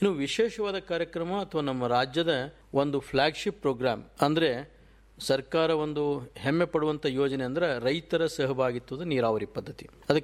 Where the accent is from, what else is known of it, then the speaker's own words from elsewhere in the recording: Karnataka, India; ಮೂಲತಃ ನಂದು ಕೂಡ ವಿಜಾಪುರ ಜಿಲ್ಲೆ, ಭೀಮಾ ನದಿ ತೀರದಲ್ಲಿ ನನ್ನ ಊರು. ನನಗೆ ಒಂದು ರೈತನ ಮಗನಾಗಿ